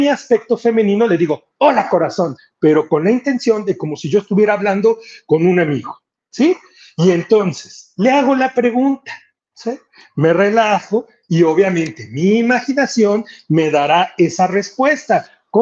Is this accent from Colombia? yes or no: no; Mexico; O sea, bueno, pues somos mexicanos, así nos decimos, ¿no?